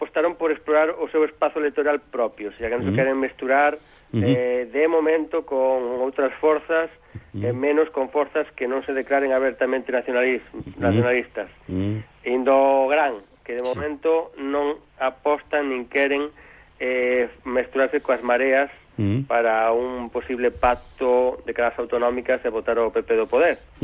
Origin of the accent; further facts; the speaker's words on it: Galicia, Spain; empezo hoxe por nacionalismo, sendo galegos.